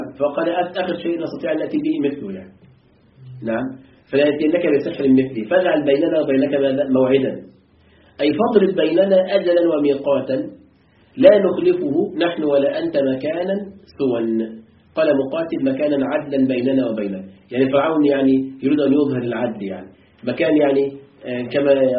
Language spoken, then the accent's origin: Arabic; Egypt; موجود عندنا في مصر يعملون به أحيانا